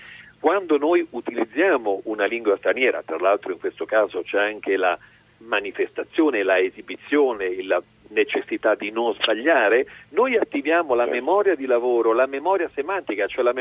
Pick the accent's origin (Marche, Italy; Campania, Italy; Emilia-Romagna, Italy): Emilia-Romagna, Italy; Anche io vorrei levare finalmente, levare un po' e dire sono romagnolo.